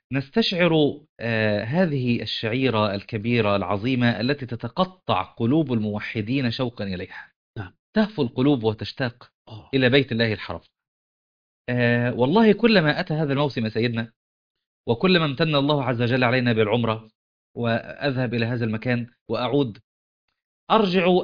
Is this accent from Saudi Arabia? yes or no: no; Upper Egypt, Egypt; فانزل عندنا في الصعيد بشوف بعض اخواننا واهلنا